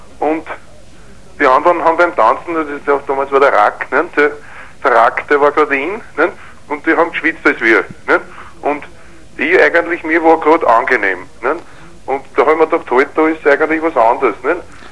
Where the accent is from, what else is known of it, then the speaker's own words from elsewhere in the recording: Vienna, Austria; Aber es ist halt so, das Wien, ich bin ein echter Wiener, ne? Und da bin ich halt gern